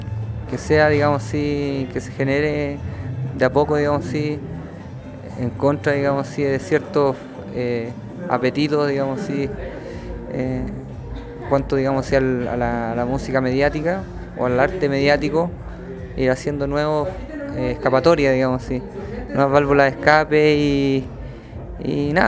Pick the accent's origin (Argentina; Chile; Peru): Chile; soy un músico chileno